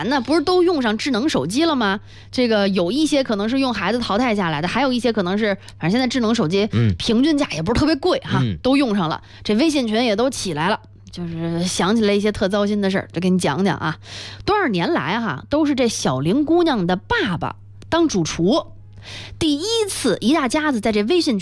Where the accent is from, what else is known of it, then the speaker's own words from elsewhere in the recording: South China, China; 我小时候生活在南方，冬天可真不好过。